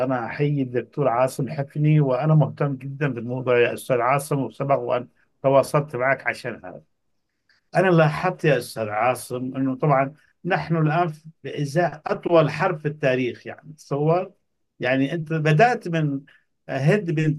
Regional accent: Yemen; قلت له أنا يمني

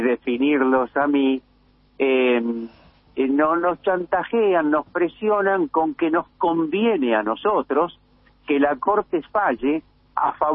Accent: Buenos Aires, Argentina; Yo lo que insisto ahí, que nosotros somos porteños, pero nosotros somos parte de una nación

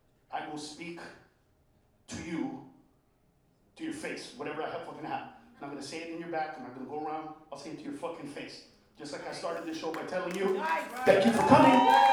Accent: California, United States; Because I grew up in the Maravilla projects, so Pino, Cedro, whatever.

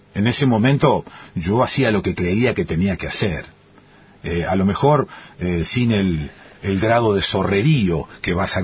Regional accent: Rosario, Santa Fe, Argentina; A ver, vengo de Rosario, una ciudad, te diría, mafiosa.

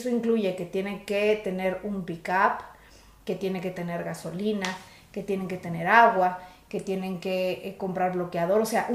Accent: Mexico; quienes sí tendríamos que estar pidiendo justicia por ella somos la sociedad mexicana

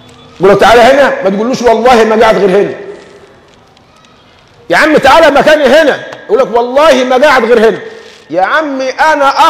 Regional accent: Egypt; يعني عندنا في كمصريين

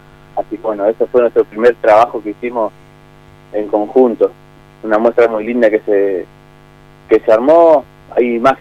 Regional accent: Berazategui, Buenos Aires Province, Argentina; Hay gente que viene de un poquito más lejos, de Citibel, nosotros somos de Brazategui.

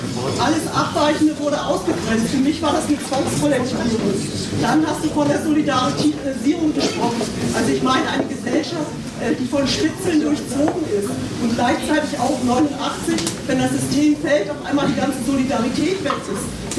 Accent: East Germany, Germany; Ich bin auch in der DDR aufgewachsen

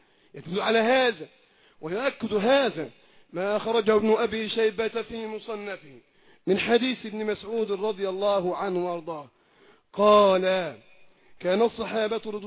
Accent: Egypt; الذين يريدون إعادة الحكم في بلادنا مصر

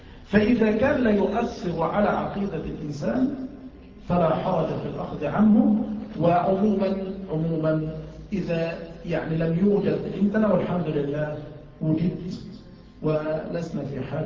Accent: Mansoura, Dakahlia, Egypt; يعني عندنا في المنصورة

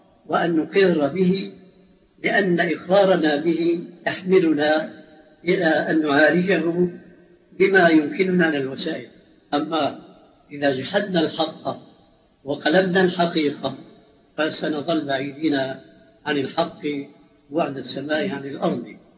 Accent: Syria; المدفون عندنا في سوريا

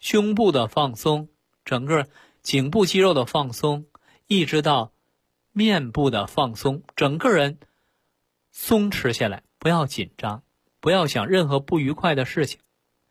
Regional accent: China; 这个呀，是外国人的一个研究，我们中国人要说这个事儿，那说的非常玄妙了啊！

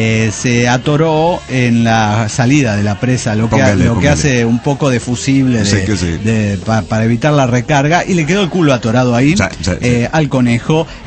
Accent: Silao, Guanajuato, Mexico; Soy un aldeano de Silao, Guanajuato, México.

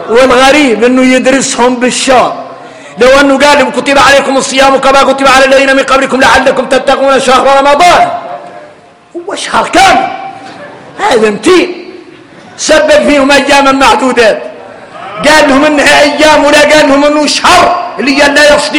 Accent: Mauritania; نحن موريتاني

